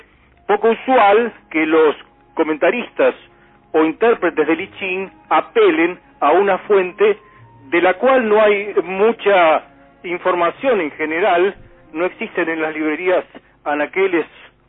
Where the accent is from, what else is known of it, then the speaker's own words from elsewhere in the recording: Argentina; Soy argentino, ese es el tema.